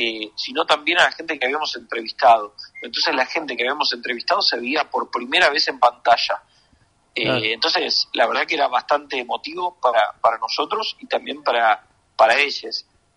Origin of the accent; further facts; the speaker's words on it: Río Negro, Argentina; Yo soy de Mar Río Negro